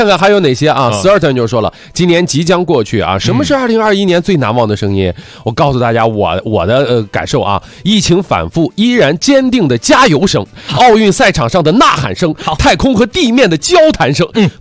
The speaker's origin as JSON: {"language": "Chinese", "country": "China", "said": "我们中国人"}